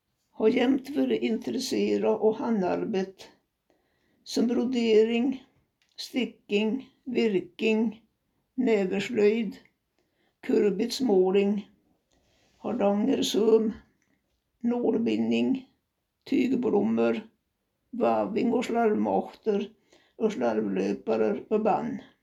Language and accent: Swedish; Egehem, Dalarna County, Sweden; also born or lived in Storsäten; När jag var 2 år flyttade vi till Egehem, Västerbäcken. Fick senare en bror, Henry.